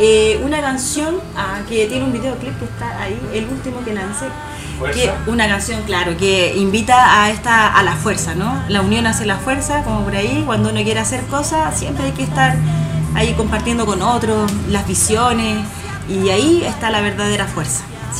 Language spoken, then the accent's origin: Spanish; La Florida, Santiago Metropolitan, Chile; also born or lived in Peumo / Talagante; Yo vivía acá cuando pequeña en la Florida, luego nos cambiamos acá como más cercano a Puente Alto y ahí yo me fui a Peumo a vivir, después a Talagante. Peumo, la sexta región, por el camino de la fruta